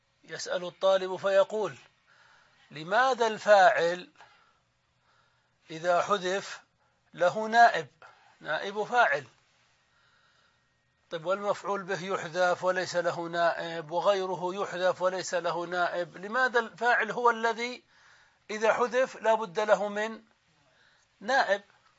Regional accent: Saudi Arabia; نحن عندنا في السعودية نسميه العمدة

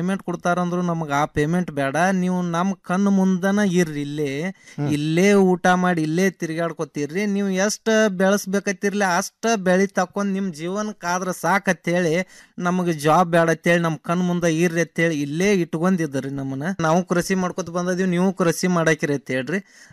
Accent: Maheshwadgi, Karnataka, India; now in Kulali, India; ನಾವು ಮೂಲತಃ ಅತ್ನಿ ತಾಲೂಕ ಮಹೇಶ್ವಾಡಿಗೆ ಅವ್ರ ರೀ. ಮುಂದ ಇಲ್ಲಿ ಬಾಗಲಕೋಟೆ ಜಿಲ್ಲೆ ಮುಧೋಳ ತಾಲೂಕ ಕುಳಲಿ ಒಳಗ 15 ವರ್ಷದಿಂದ ಒಂದ್ ಸ್ವಲ್ಪ ಜಮೀನ್ ತಗೊಂಡಿದ್ದೀವಿ ರೀ.

